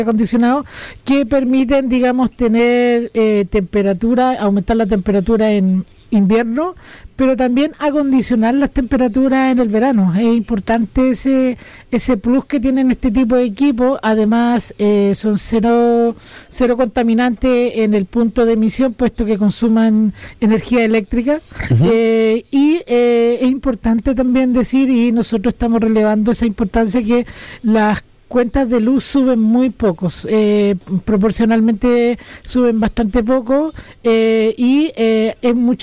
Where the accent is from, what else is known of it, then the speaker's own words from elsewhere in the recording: Catemu, Valparaíso, Chile; yo vengo del Valle de la Aconcagua, de Catemu, y allá hace bastante más frío